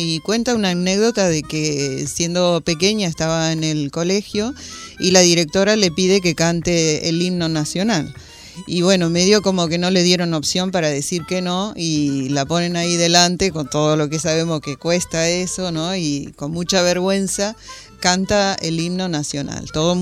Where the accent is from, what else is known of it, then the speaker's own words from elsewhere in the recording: Argentina; inclusive nosotros que somos argentinos